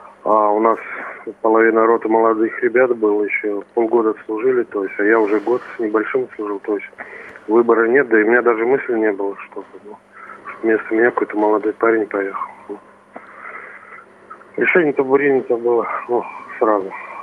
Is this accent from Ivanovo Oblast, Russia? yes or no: yes; Ivashevo, Ivanovo Oblast, Russia; also born or lived in Ankovo; Да, родился я в село Аньково, Ильинского района Ивановской области. С 2 лет проживал в село Ивашево, тоже Ильинского района. Учился в начальной средней школе села Ивашево.